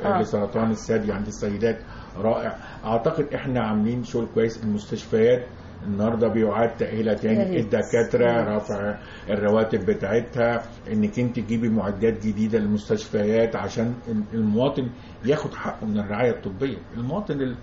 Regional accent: Port Said, Port Said Governorate, Egypt; وانا بورسعيدي الناس فرحانه بورسعيد

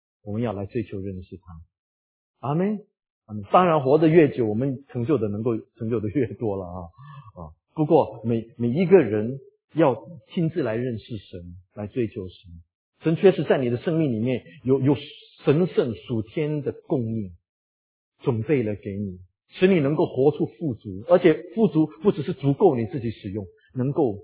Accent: Singapore; 我们新加坡人说澳洲啊，

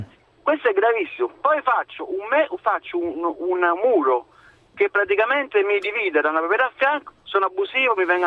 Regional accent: San Giuseppe Vesuviano, Campania, Italy; Di San Giuseppe Vesuviano

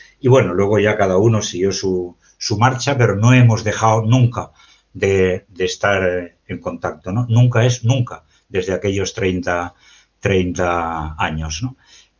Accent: Valencian Community, Spain; soy de Valencia, estoy aquí en mi pueblo.

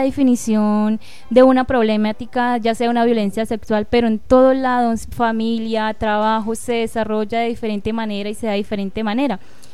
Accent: Meta, Colombia; yo no crecí en Mapiripán, sino más abajo de Mapiripán. O sea, está Mapiripán y como a 3-4 horas queda el pueblo en que yo crecí. Entonces, digamos, es como para decir, yo vivo por esos lados, pero yo vivo más abajo.

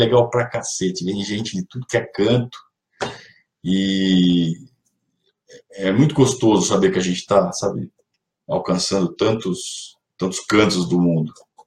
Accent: Sorocaba, São Paulo, Brazil; Eu sou de Sorocaba, cara. Sou sorocabano.

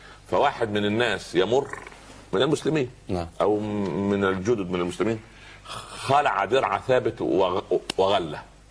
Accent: Upper Egypt, Egypt; يقول عندنا في الصعيد على القدر برمه

